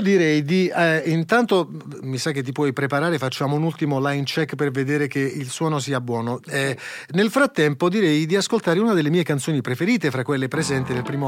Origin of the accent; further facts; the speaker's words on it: Apulia, Italy; poi siamo pugliesi